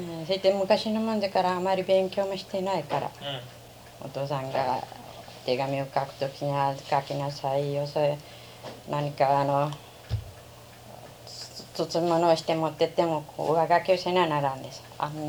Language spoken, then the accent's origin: Japanese; Hiroshima, Japan; 広島県です。